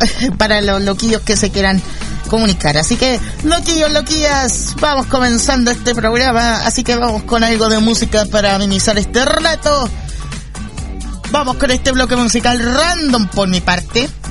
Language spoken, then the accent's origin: Spanish; Tomé, Biobío, Chile; Me presento también, soy de Tomé, octava región de Chile, donde no se sintió casi ninguno de los terremotos que han pasado.